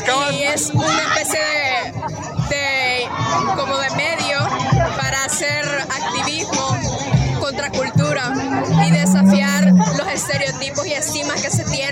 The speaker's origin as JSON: {"language": "Spanish", "country": "El Salvador", "said": "y soy de El Salvador"}